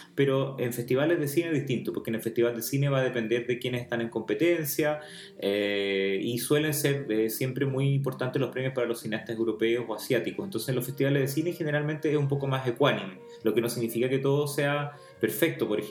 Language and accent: Spanish; Chile; para nosotros que somos chilenos como que cuesta dimensionarlo